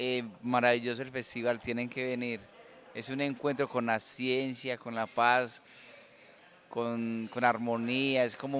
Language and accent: Spanish; Bello, Antioquia, Colombia; De Bello.